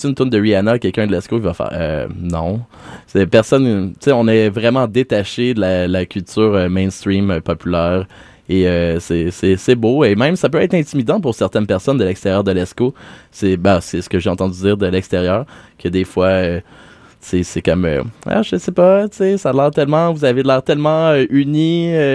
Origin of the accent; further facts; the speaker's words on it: Saint-Michel-des-Saints, Quebec, Canada; c'est vraiment Saint-Michel-des-Saints, ma terre natale, dans la Nadière.